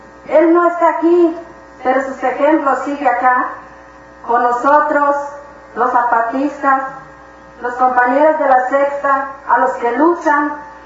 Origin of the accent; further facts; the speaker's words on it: Nueva Victoria, Chiapas, Mexico; Mi pueblo es Nueva Victoria, que es el pueblo donde vivía el compañero Galeano.